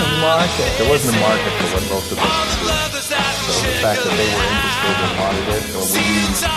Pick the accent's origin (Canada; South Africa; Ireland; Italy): Italy; now in New York, United States; I came to New York from Italy and started living in the region of New York known as Soho and Tribeca.